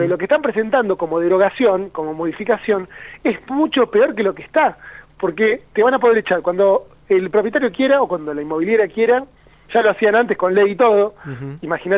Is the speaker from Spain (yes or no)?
no; Río Negro, Argentina; si bien yo soy de Río Negro, vivo en Bariloche